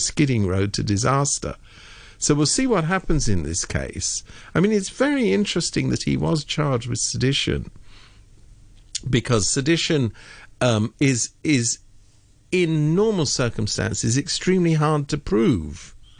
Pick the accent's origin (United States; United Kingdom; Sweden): United Kingdom; being a Brit myself.